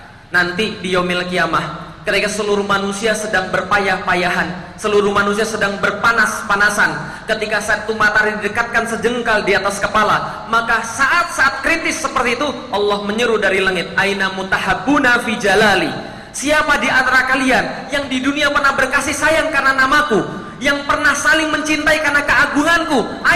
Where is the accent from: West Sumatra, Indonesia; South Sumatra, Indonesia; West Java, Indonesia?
South Sumatra, Indonesia; Palembang; born there; now in Jakarta, Indonesia; saya penulis, laki-laki, lahir di Palembang, tinggal di Jakarta, orang Indonesia, Muslim.